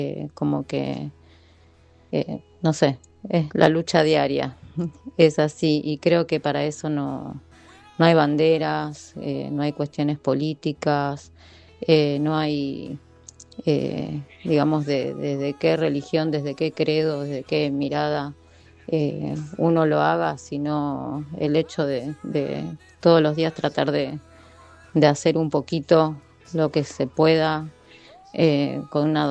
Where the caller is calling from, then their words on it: Berazategui, Buenos Aires Province, Argentina; de Vientos de Libertad, de Berazategui.